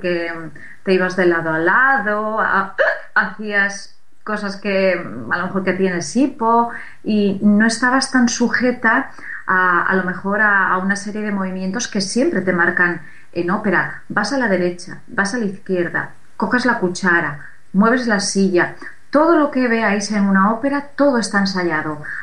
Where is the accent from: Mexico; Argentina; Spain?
Spain; Sagunto, Valencian Community; born there; donde yo nací, como bien habéis leído antes, en Puerto de Sagunto